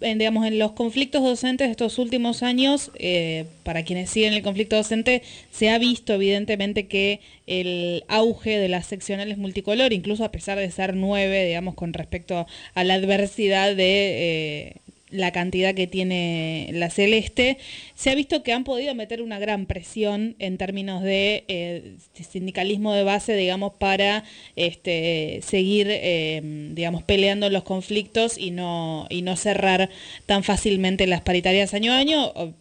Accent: La Matanza, Buenos Aires Province, Argentina; hace unos días decían docentes de Matanza, que es de donde soy

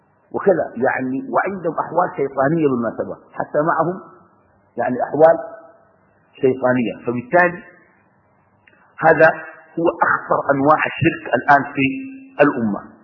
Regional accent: Sudan; وعندنا في السودان أسوأ من هذه الممارسة

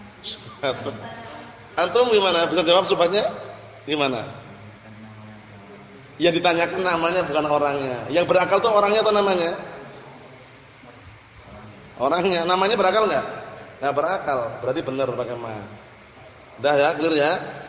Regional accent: Indonesia; Karena kita bukan orang Arab. Kita ini orang Indonesia.

